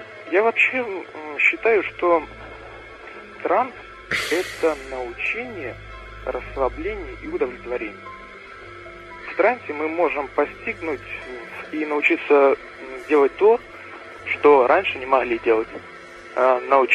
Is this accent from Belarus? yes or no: no; Voronezh, Voronezh Oblast, Russia; А, ну, я из Воронежа.